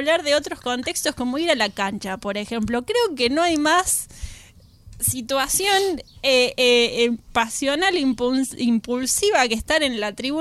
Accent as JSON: {"language": "Spanish", "region": "Córdoba", "country": "Argentina", "said": "Que soy de Córdoba capital."}